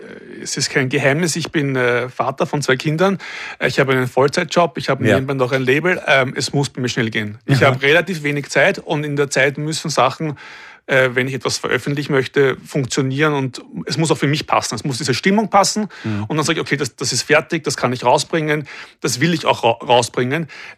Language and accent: German; Vienna, Austria; Es braucht einen Schmäh, wir kommen aus Wien.